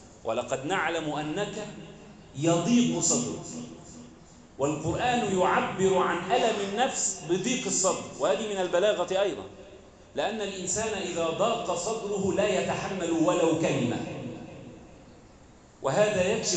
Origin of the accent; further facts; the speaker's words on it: Egypt; اللهم ارفع عنا الغلاء والبلاء والمحن والوباء، واجعل بلدنا مصر أمناً أماناً سخاءً رخاءً